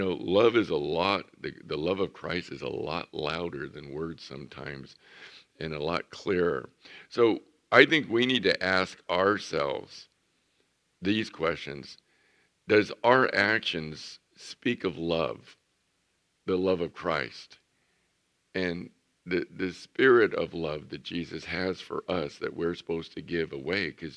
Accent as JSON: {"language": "English", "town": "El Centro", "region": "California", "country": "United States", "said": "And so I'm from El Centro."}